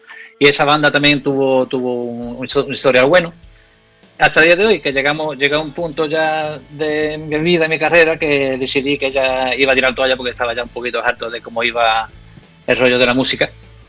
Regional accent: Andalusia, Spain; accent: Andalusian; Te puedo hablar como decimos aquí, en andaluz, y después te hablo en inglés

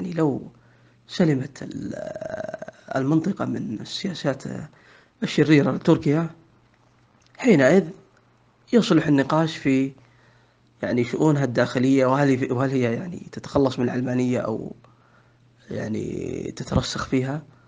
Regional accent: Saudi Arabia; إذن موقفي أنا كسعودي من تركيا هو نفس موقفي من إيران

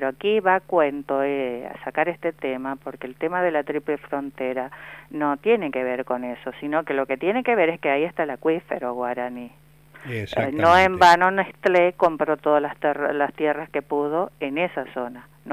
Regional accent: Buenos Aires, Argentina; also born or lived in Santa Fe; Yo nací en Santa Fe, me fui muy chica, me fui a los 8 años, viví toda la vida en Capital Federal

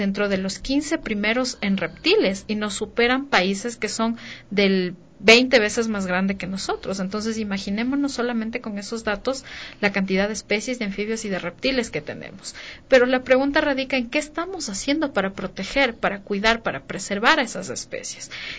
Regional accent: Ecuador; nosotros, como ecuatorianos, decimos, somos de los países más megadiversos, tenemos miles de especies en flora y fauna

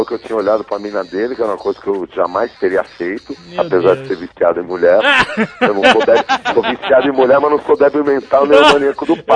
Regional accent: Italy; Comeu, vim da Itália, cara, como bem, entendeu?

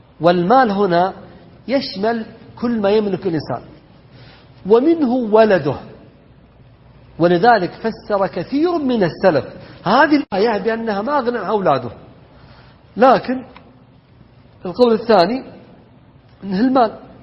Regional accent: Najd, Saudi Arabia; والذي ما يشاور الناس عندنا في نجد يسمونه دعمة

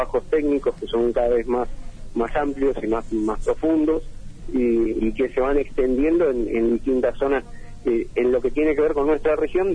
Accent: El Bolsón, Río Negro, Argentina; En mi caso, nacido y criado acá en El Bolsón.

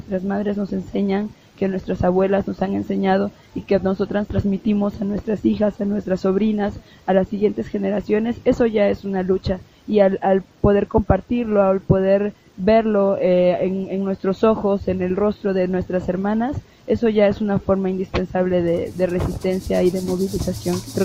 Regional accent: Juchitán de Zaragoza, Oaxaca, Mexico; soy afrozapoteca del Istmo de Tehuantepec, de Juchitán de Zaragoza, Oaxaca.

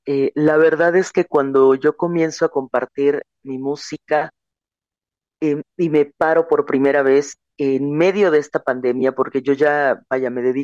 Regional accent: Chiapas, Mexico; Yo tenía 15 años cuando comienzo a salir de mi tierra, primero a nivel estatal y después a nivel nacional, para representar un camino, no únicamente que dijera Chiapas

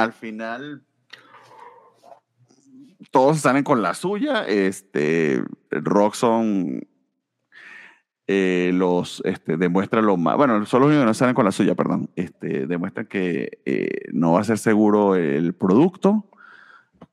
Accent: Venezuela; No es porque yo venga de Venezuela, pero porque vengo de Venezuela sé lo que les estoy diciendo.

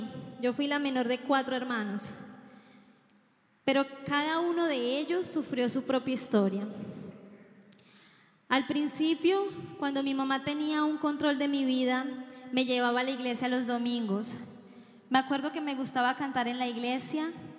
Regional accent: Colombia; soy colombiana.

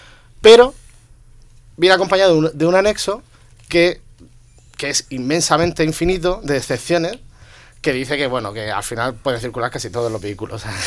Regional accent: Region of Murcia, Spain; como soy murciano, pues ya la tierra me ha tirado, he estado allí este fin de semana

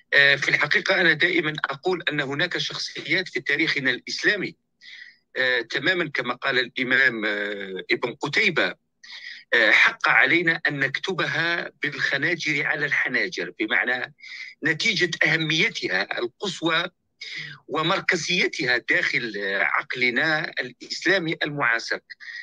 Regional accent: Algeria; الخطاب الذي طرحه الممارسون داخل الفضاء السياسي عندنا في الجزائر

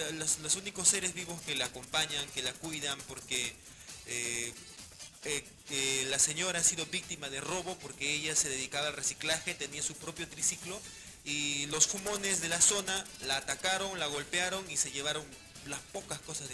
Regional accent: Breña, Lima, Peru; Yo soy de Breña

